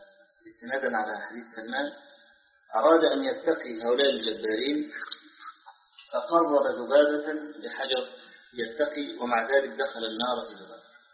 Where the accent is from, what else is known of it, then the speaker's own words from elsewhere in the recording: Egypt; هنا بعض الشباب عندنا في مصر نشر رسالة